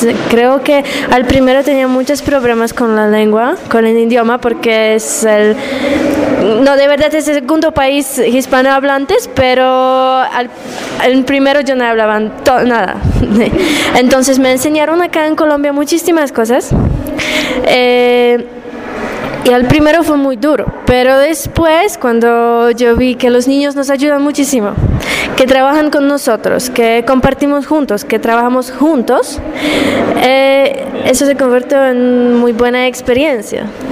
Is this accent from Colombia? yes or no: no; Poland; Spanish is a second language; yo soy de Polonia.